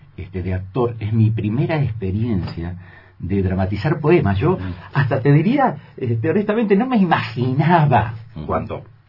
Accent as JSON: {"language": "Spanish", "town": "Carmen de Patagones", "region": "Buenos Aires Province", "country": "Argentina", "tie": "born or raised there", "said": "yo soy nacido en Patagones y en mi época de niñez, de la época de la escuela primaria, había los personajes del pueblo"}